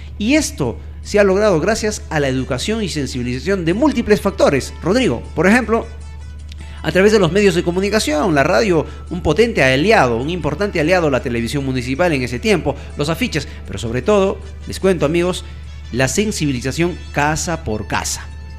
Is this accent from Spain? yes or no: no; Carhuaz, Ancash, Peru; en la ciudad de Caruaz, de donde yo soy